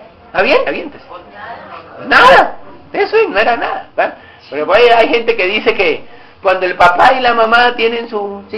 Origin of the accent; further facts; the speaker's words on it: Barranquilla, Atlántico, Colombia; born there; así la iglesia donde nací en Barranquilla